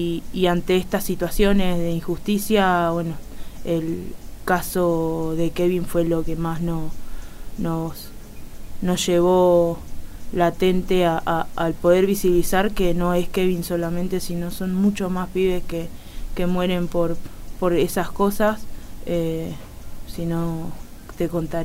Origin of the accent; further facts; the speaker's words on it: Villa Soldati, Buenos Aires, Argentina; Villa Soldati.